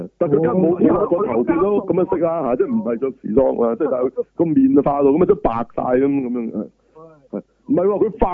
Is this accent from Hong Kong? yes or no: yes; Hong Kong; 我香港人